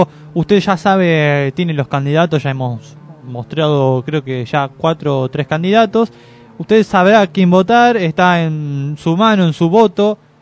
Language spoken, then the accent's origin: Spanish; Bolivia; now in Argentina; Yo soy boliviano, no puedo votar.